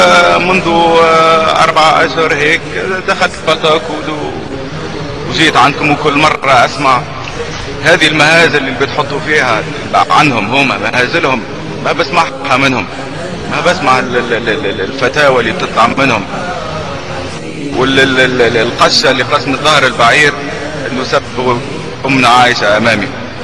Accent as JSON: {"language": "Arabic", "country": "Tunisia", "lives_now": "United States", "said": "انا بعرفكم نفسي انا شاب تونسي هاجرت لامريكا والاوضاع اللي كنت بعيشها في تونس"}